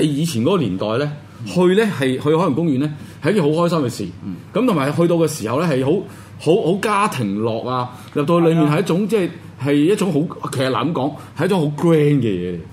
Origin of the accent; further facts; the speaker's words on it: Hong Kong; 我哋香港人係唔會打尖，